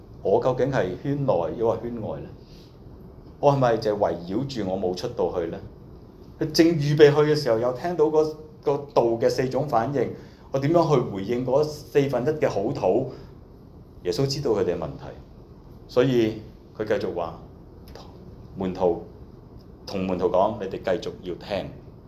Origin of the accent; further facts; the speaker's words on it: China; 頭先我哋中國人有一句嘅説話叫吃裏扒外